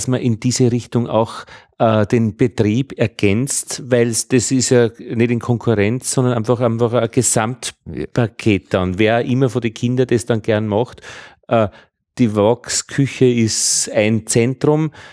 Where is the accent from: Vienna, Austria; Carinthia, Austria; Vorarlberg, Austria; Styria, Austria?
Vienna, Austria; Ja, hallo … aus Wien.